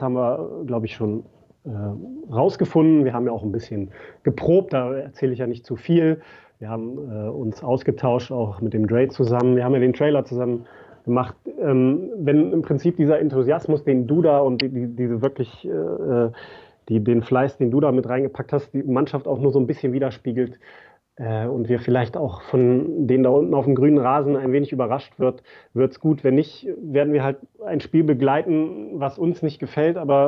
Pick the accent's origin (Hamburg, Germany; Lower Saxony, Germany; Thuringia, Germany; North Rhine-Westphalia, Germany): Lower Saxony, Germany; ich bin halt groß geworden in der Teichbreite, Hochhauskind. Also im Schatten des Stadions, das es damals noch nicht gab, ne?